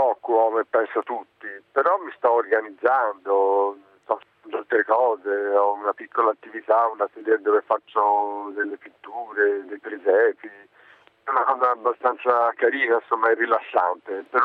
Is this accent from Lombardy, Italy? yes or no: no; Tuscany, Italy; accent: Tuscan; also born or lived in Florence; Sono nato a Firenze, però appunto da piccolo sono vissuto in un paese, in un piccolo paese, in un comune vicino a Firenze, proprio con Termine, diciamo alle prime pendici del Chianti, insomma, in campagna